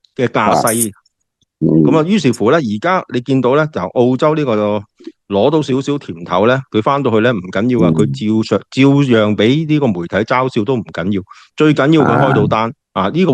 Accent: Hong Kong; 的货色啊，我们香港人大家心知肚明呢

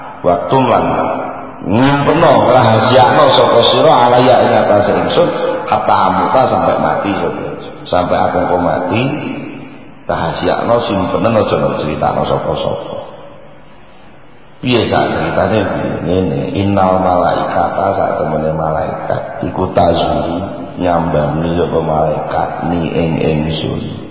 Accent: Java, Indonesia; Kerana ini kali keadaan yang lebih khusus saya orang Jawa ngarani grogusiko.

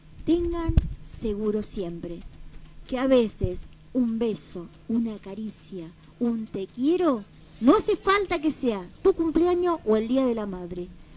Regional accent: Argentina; Lo digo como argentina, lo digo como latinoamericana, lo digo como mujer.

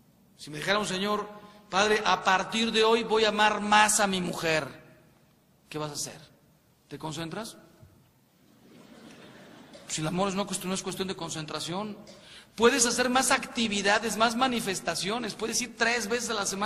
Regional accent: Mexico; Los mexicanos, y yo soy mexicano

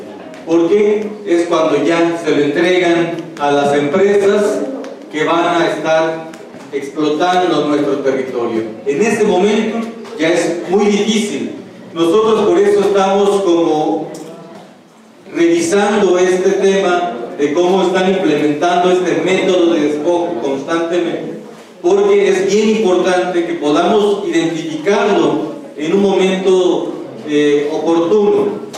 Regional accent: Yucatán Peninsula, Mexico; Nosotros venimos de Tierra Maya. Venimos del territorio maya de la península de Yucatán.

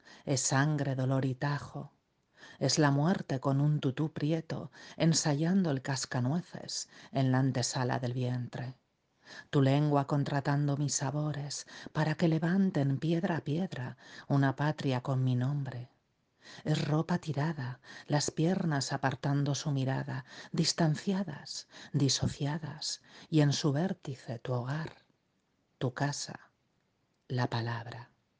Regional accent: Spain

